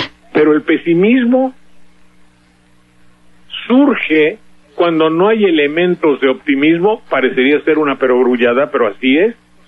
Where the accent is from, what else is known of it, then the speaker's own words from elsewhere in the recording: Veracruz, Mexico; Te digo porque soy veracruzano, vengo de allá.